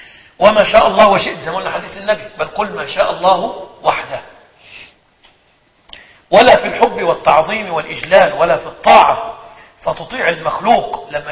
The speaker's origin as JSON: {"language": "Arabic", "country": "Egypt", "said": "يعني أبلغ الأيمان عندنا في مصر"}